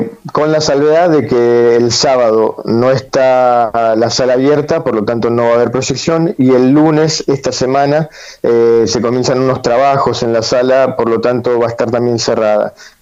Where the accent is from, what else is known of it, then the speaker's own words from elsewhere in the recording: Argentina; Es algo que nosotros también como argentinos no debemos dejar pasar